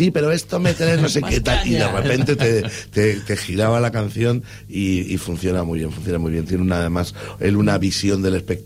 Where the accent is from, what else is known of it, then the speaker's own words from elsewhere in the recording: Andalusia, Spain; yo soy de Andalucía y podría decir que la Feria de Málaga, que es maravillosa